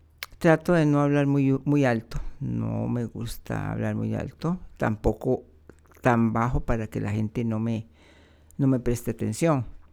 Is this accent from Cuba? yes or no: no; Costa Rica; soy costarricense